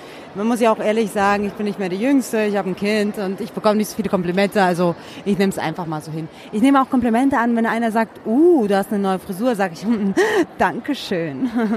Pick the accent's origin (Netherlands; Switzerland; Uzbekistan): Uzbekistan; Ich hoffe, ich finde auch den Stand von Usbekistan, meine Heimat.